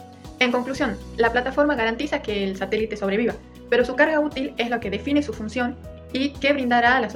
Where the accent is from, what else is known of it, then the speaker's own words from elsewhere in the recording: Tucumán, Argentina; soy de Tucumán